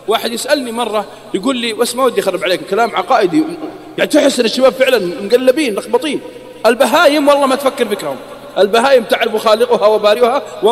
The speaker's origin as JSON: {"language": "Arabic", "country": "Saudi Arabia", "said": "حتى عندنا في السعودية"}